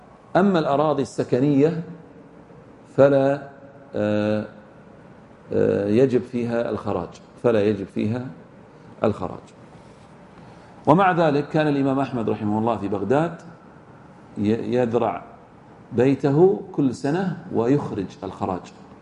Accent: Egypt; وحددها العلماء عندنا بمصر والشام والعراق

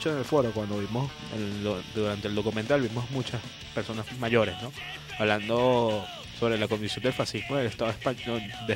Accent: Venezuela; que tiene que ver con nosotros como venezolanos, que tiene que ver aquí en Venezuela ese rollo.

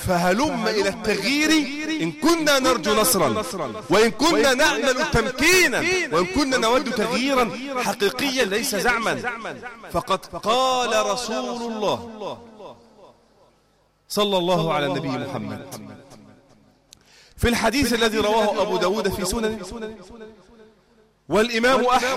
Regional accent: Egypt; يعني يا رجالة إحنا فلاحين، أنت مقتنع إن إحنا عندنا في مصر أزمة سكر؟

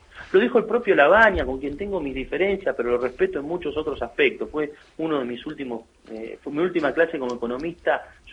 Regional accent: Tandil, Buenos Aires Province, Argentina; born there; Los dos nacimos en Tandil.

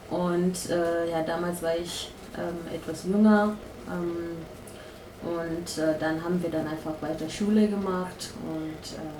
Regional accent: Zimbabwe; now in Germany; ich komme ursprünglich aus Zimbabwe. Mhm. Das ist in Afrika, im Süden Teil von Afrika. Mhm. Und ich bin in Deutschland seit 2006.

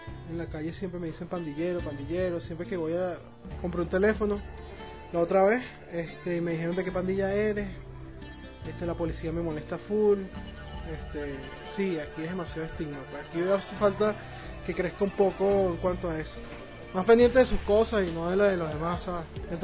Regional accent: Venezuela; Lo que pasa es que yo soy de Venezuela.

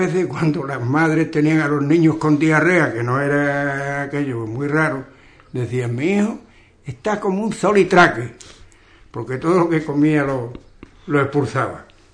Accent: Ubrique, Andalusia, Spain; ya saben que somos de Ubrique por la entonación, por el tonillo que tenemos al hablar. Este tonillo, al parecer, pues es propio, bueno, solamente se da aquí en Ubrique, dentro de toda la Andalucía occidental.

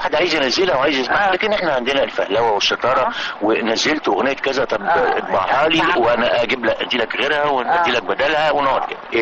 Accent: Egypt; احنا عندنا الداونلود في مصر ببلاش

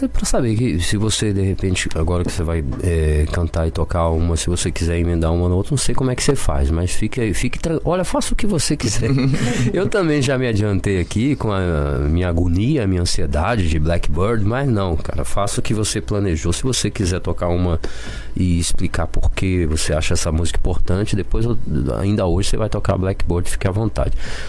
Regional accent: Barbacena, Minas Gerais, Brazil; E eu, quando era menino em Barbacena, eu queria aprender inglês

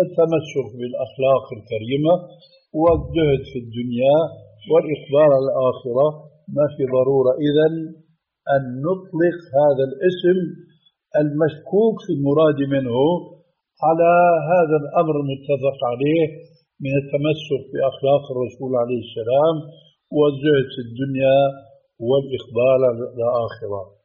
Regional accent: Syria; وبيقولوا في بعض العبارات التي مع الأسف تلقفها بعض العامة عندنا في سوريا

